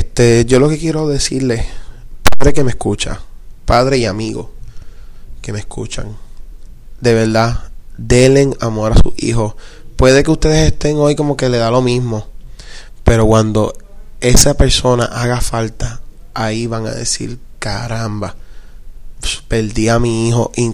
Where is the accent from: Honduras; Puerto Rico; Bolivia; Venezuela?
Puerto Rico; Rincón; yo soy de Rincón. Rincón es un pueblo bien pacífico.